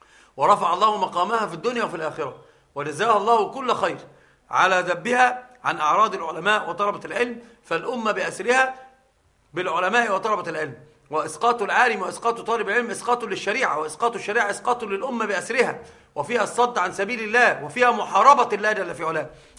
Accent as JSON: {"language": "Arabic", "region": "Upper Egypt", "country": "Egypt", "said": "يحلفون عندنا في الصعيد بالبخاري، يحسبونه قرآنا."}